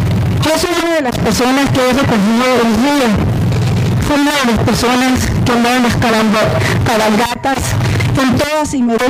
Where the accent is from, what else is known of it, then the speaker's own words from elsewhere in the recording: Babiácora, Sonora, Mexico; Yo vengo en lo particular de Babiácora, nací en Babiácora, ahí mismo en mi casa, como se usaba antes.